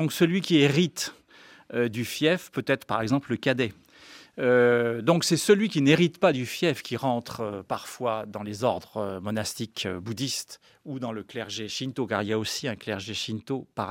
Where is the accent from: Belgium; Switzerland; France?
Switzerland; Geneva; je le dis d'autant plus que je viens de Genève